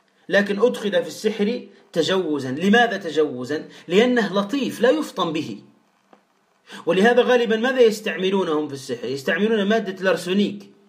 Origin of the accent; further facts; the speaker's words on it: Tunisia; ماذا نقول عندنا في تونس؟